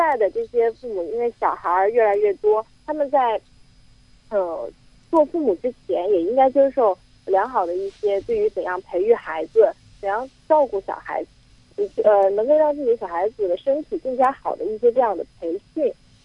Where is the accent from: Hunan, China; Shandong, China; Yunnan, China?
Hunan, China; Yueyang; 啊，我来自湖南岳阳。